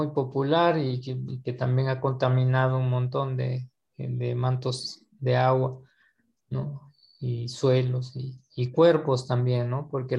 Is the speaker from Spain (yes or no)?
no; Villaflores, Chiapas, Mexico; born there; ¿verdad? Y nací en un ejido, una localidad del municipio de Villaflores, del estado de Chiapas, uno de los 135 municipios de todo el estado.